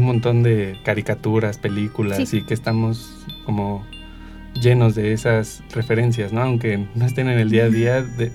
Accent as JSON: {"language": "Spanish", "country": "Mexico", "said": "como mexicano lo primero que uno piensa es esto está inseguro."}